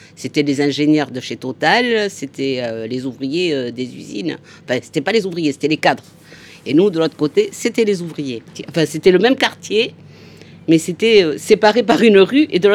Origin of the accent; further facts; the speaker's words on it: Mourenx, Nouvelle-Aquitaine, France; On a grandi ensemble à Mourenx.